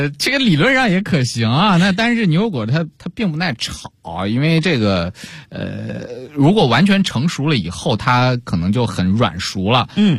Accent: Beijing, China; 有点像你说我们北京人喜欢吃甜，喜欢吃酱油啊

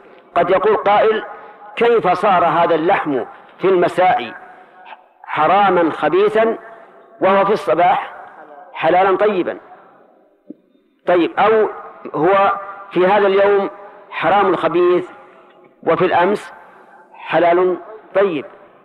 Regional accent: Najd, Saudi Arabia

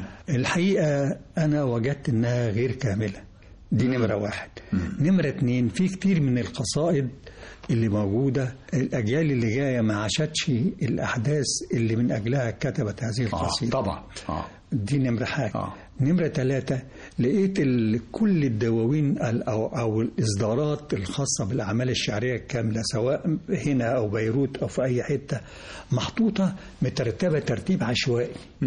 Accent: Egypt; وأنا بعتقد أن ده يعني واجب علي كمصري يحب مصر وأبناء مصر

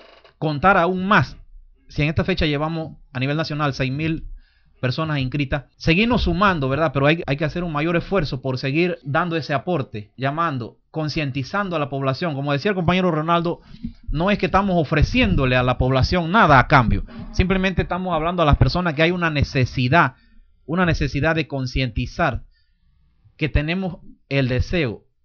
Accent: Panama; es un derecho que tenemos nosotros como panameños, como ciudadanos, de pelear.

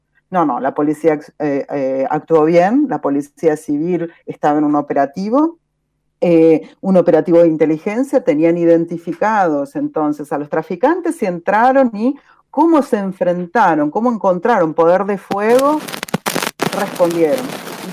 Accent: Argentina; now in Brazil; yo soy argentina, obviamente, como da para ver, vivo acá hace 6 años

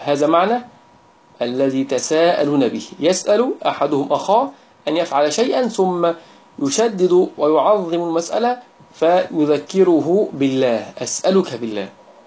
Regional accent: Egypt; وهي التي يعني هي درجة عندنا في مصر

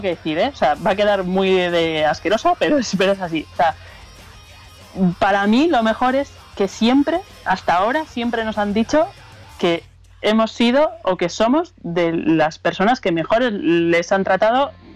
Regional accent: San Sebastián, Basque Country, Spain; Somos vascas, somos de Guipúzcoa, concretamente de San Sebastián, aunque todo el mundo piensa que somos de Bilbao

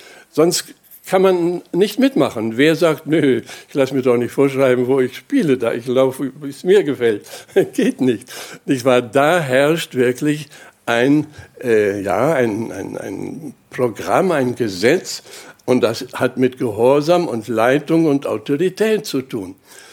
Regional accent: Germany; Und ich bin da so ganz mit dabei, ich bin ja Deutscher.

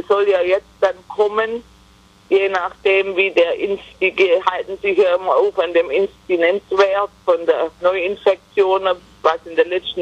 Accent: United States; Also mit der Heiratsurkunde als Amerikaner kann ich immer noch rüberreisen.

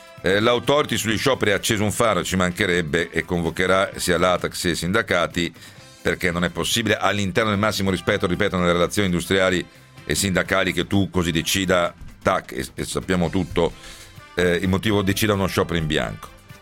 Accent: Rome, Lazio, Italy; born there; io poi sono nato a Roma, figuratevi.

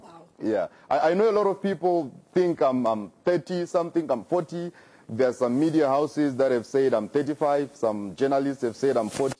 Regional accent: Bulawayo, Zimbabwe; now in Harare, Zimbabwe; I am from Zimbabwe and I was born and bred in Bulawayo. And but after some time, I moved to the capital city of Zimbabwe called Harare.

